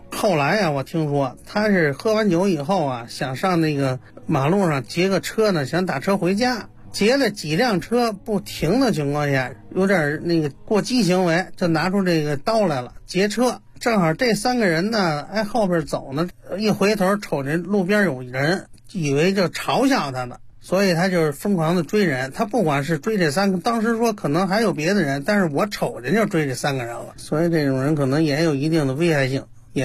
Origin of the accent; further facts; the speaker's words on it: Xihongmen, Beijing, China; 我是呢土生土长的西红门人的本地人，在这个西红门这个镇政府的民政科呢工作了有一段时间了